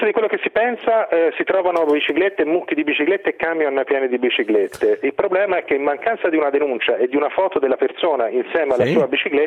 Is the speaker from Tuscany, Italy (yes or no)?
yes; Tuscany, Italy; anche se sono toscano